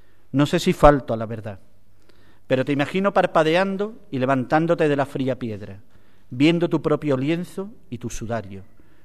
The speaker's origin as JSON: {"language": "Spanish", "town": "Ubrique", "region": "Andalusia", "country": "Spain", "tie": "born or raised there", "said": "Y yo quiero morir en Ubrique, que es mi pueblo."}